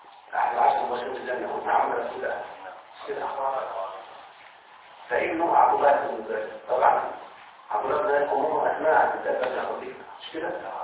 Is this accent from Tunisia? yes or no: no; Egypt; احنا على فكرة كمصريين نتكلم بهذه اللهجة او اللغة